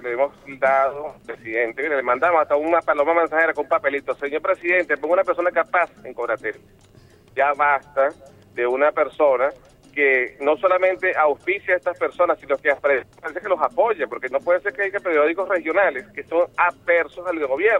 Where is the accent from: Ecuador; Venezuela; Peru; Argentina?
Venezuela